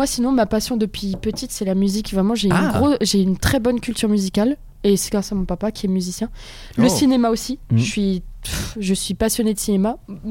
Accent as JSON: {"language": "French", "town": "Provins", "region": "Île-de-France", "country": "France", "said": "Moi, je suis de la campagne, moi. Bien profond. Tu connais Provins?"}